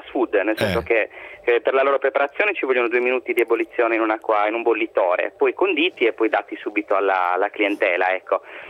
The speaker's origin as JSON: {"language": "Italian", "region": "Sardinia", "country": "Italy", "said": "non siamo scozzesi, è vero, siamo sardi, però volevamo trasmettere la tipicità sarda in maniera ironica, ecco."}